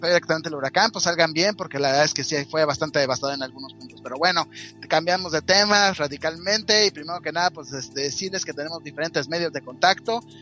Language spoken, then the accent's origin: Spanish; Mexico; este mes, pues siendo mexicano, pues vamos a hablar de todas las películas mexicanas todo el mes.